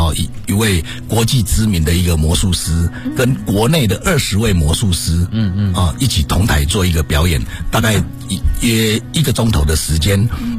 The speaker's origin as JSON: {"language": "Chinese", "country": "China", "said": "那毕竟骨子里面我们都是中国人"}